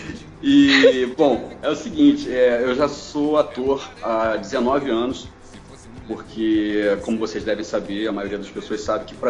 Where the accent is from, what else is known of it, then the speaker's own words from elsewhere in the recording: Rio de Janeiro, Brazil; porque eu sou do Rio, então eu